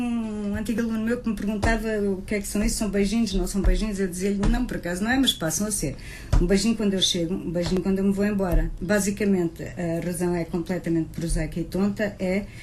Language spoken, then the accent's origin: Portuguese; Nampula, Mozambique; moved away; E eu fiz a minha juventude toda em Moçambique, em Nampula, no norte.